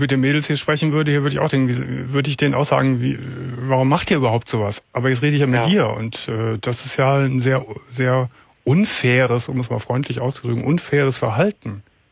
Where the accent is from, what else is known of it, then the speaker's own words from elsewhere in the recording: Cologne, North Rhine-Westphalia, Germany; Eigentlich ist es meine Heimatstadt.